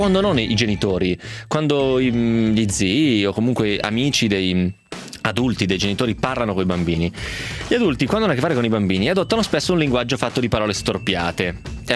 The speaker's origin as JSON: {"language": "Italian", "town": "Romentino", "region": "Piedmont", "country": "Italy", "said": "L'abbiamo già detto Margherita, siamo dello stesso paese, perché il nepotismo esiste, giusto? Per quel motivo lì, che sei proprio di Romentino."}